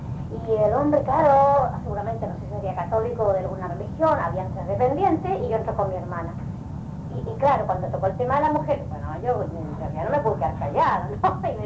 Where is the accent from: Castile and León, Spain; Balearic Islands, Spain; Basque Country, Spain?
Balearic Islands, Spain; yo vengo de Mallorca, soy una isla de España